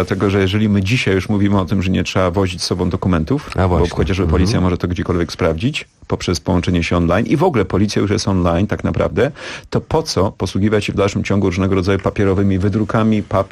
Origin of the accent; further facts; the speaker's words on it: Bydgoszcz, Kuyavian-Pomeranian Voivodeship, Poland; born there; ja się urodziłem w Bydgoszczy praktycznie na lotnisku, na którym lądowały, startowały samoloty